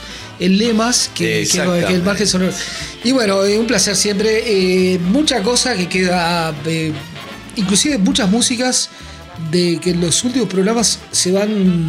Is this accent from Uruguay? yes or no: yes; Uruguay; Somos uruguayos, pero somos orientales.